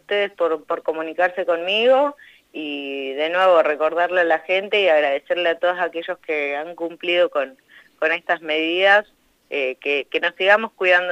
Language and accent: Spanish; Intendente Alvear, La Pampa, Argentina; yo soy de Intendente Alvear y mi mamá es docente ahí